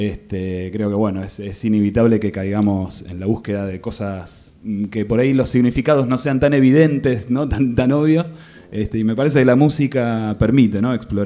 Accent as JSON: {"language": "Spanish", "region": "Buenos Aires", "country": "Argentina", "said": "Soy de Buenos Aires. Soy músico, soy escritor."}